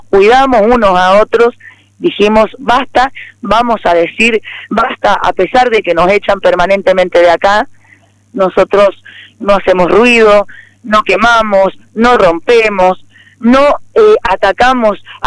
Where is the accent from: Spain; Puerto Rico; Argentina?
Argentina; somos ciudadanos argentinos, todos nativos